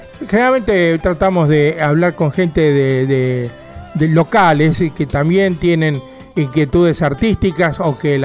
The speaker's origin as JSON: {"language": "Spanish", "town": "Quilmes", "region": "Buenos Aires Province", "country": "Argentina", "lives_now": "Bernal, Argentina", "said": "Yo soy de acá de Quilmes, vivo en Bernal, pues sigue siendo partido de Quilmes y casi en el límite con Bernal, con Quilmes, digo, perdón."}